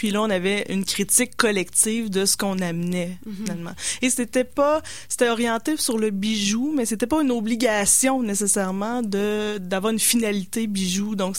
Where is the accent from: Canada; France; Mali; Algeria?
Canada; Quebec City, Quebec; Donc, moi, j'étais de Québec, évidemment.